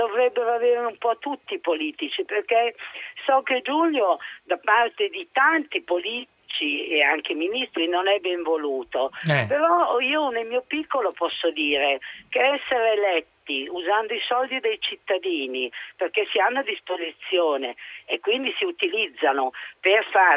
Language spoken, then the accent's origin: Italian; Lombardy, Italy; born there; È che io sono nata in Valtellina, vivo a Cantù e adesso sono a Lozzo di Cadore